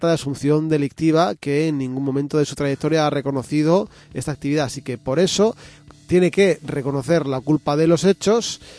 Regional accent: Catalonia, Spain; Nunca fue mi primer idioma. Soy catalán.

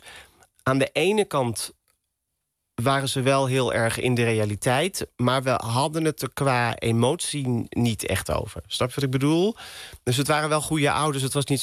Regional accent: Roosendaal, North Brabant, Netherlands; En ik kom uit Brabant. Ik ben geboren in Roosendaal.

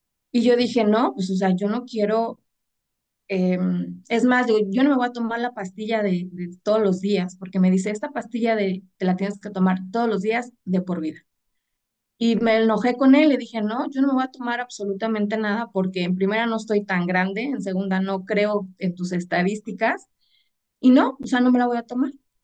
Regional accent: Mexico; Y en México, yo soy de México.

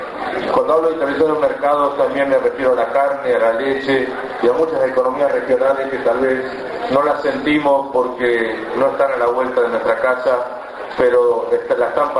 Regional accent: Bonifacio, Buenos Aires Province, Argentina; Yo vengo del Bonifacio, partido de Guaminí, y sé que parte de nuestra agua

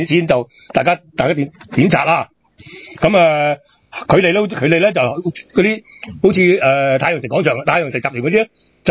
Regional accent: Hong Kong; 我哋香港人去澳門，我去中場去賭啊

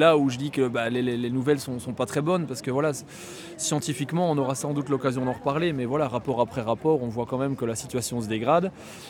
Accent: Wallonia, Belgium; Je suis gommais, moi. Donc je viens du sud de la Belgique. Et puis voilà, après quelques années d'études à Bruxelles, je suis retourné dans ma région natale.

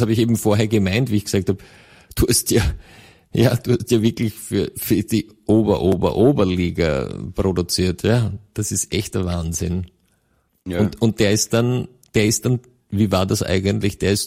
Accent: Vorarlberg, Austria; ich komme ja aus dem Westen, aber so viel ist auch im westlichsten Bundesland bekannt.

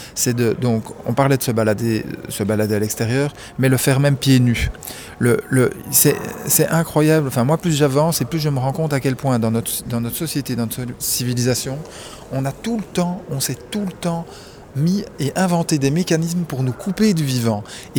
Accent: Belgium; je suis belge en plus

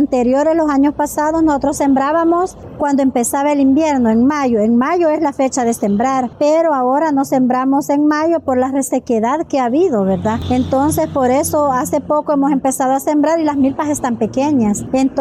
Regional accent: Panchimalco, San Salvador, El Salvador; vengo de Cantón Azacualpa, Caserío y Amayito, representando Asociación de Mujeres de Acua de Panchimalco.

